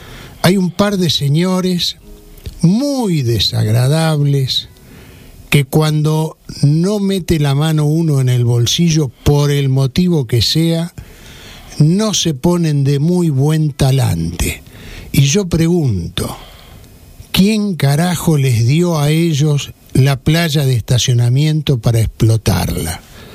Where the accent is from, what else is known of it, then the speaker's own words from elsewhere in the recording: Pinamar, Buenos Aires Province, Argentina; una experiencia así yo he vivido allí en mi pueblo, en Pinamar